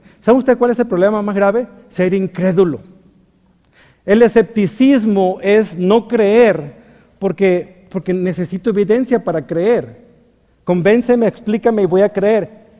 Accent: Mexico; ¿Usted nunca se ha fijado eso, que somos los mexicanos?

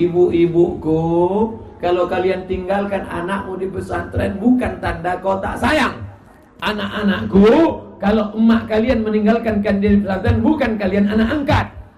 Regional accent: Riau, Indonesia; Saya dari Riau

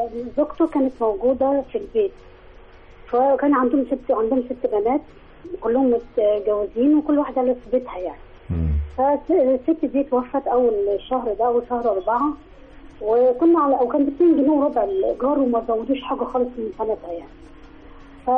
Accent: El Mahalla El Kubra, Gharbia, Egypt; من المحلة.

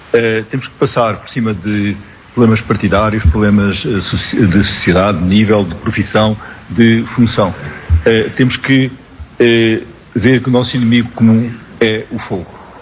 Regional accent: Portugal; Porque um dos nossos problemas, como portugueses, é quando há qualquer coisa começamos a dizer mal.

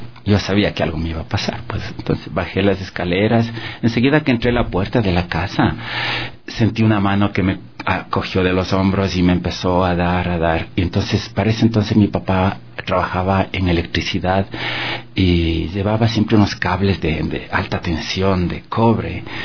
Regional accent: Quito, Pichincha, Ecuador; also born or lived in Salinas; Yo soy de Salinas, del Valle del Chota. Tenía 4 años cuando venimos acá a Quito.

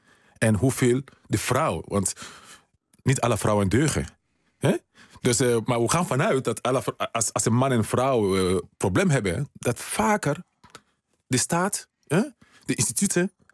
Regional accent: Sierra Leone; now in Netherlands; Ja, ik kom uit Sierra Leone.

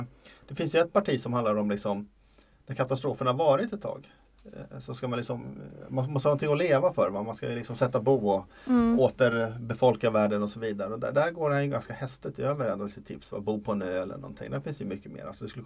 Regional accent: Sweden; jag är en bortskämd svensk lattepappa.

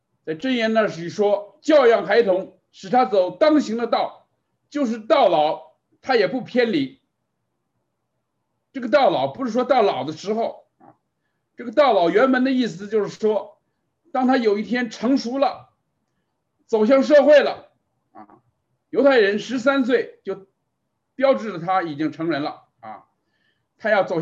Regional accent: China; 可是我们很多中国的家长啊，觉得孩子还小就送给自己的父母放回国内去看了啊

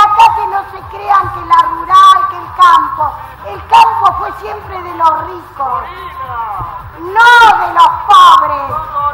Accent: Argentina; Acá no hay un anti ni un pro contra nada. Somos todos argentinos.

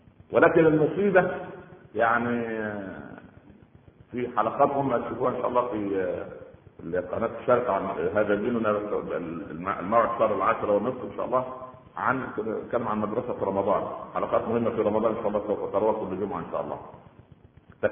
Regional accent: Egypt; عندنا في مصر العوام من الناس يقول لك

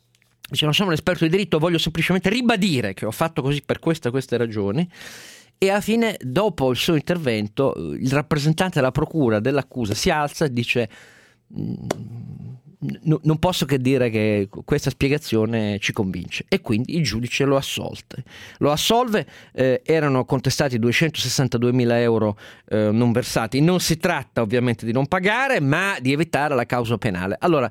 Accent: Turin, Piedmont, Italy; Sono torinese

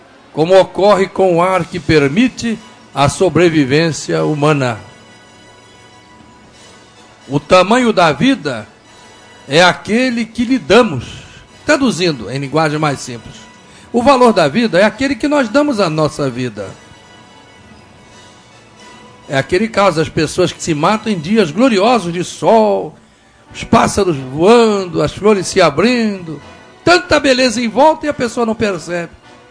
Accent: Rio de Janeiro, Brazil; born there; o casarão lá na Vitor Meirelles. Já contei aqui, a rua onde eu nasci, ali na estação do Riachuelo.

